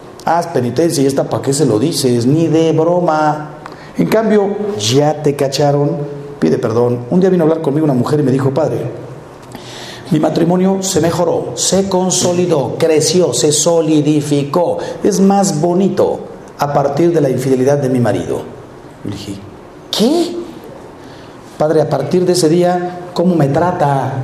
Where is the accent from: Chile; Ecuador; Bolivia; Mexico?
Mexico; Miren, yo soy mexicano y estamos aquí, pues me imagino que puros mexicanos. Hay que reconocer que en este país tenemos una filosofía que yo la llamo cara de piedra.